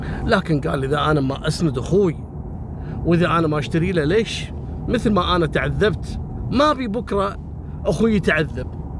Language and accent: Arabic; Kuwait; بعدين من بعد 97-98 عندنا في الكويت هبت الحريم، صارت كلها موظفات